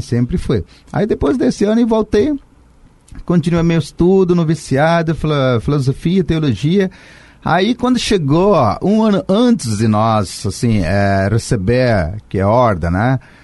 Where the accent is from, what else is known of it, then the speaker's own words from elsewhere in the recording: India; now in Brazil; Lá na Índia ainda, sabe? Isso na época quando tinha 15 anos. Então isso foi em 1989